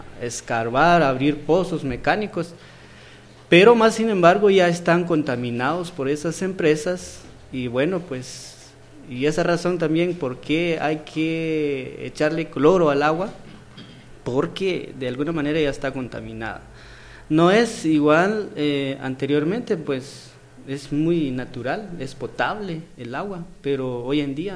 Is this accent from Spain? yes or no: no; Sololá, Guatemala; yo soy de Sorolá.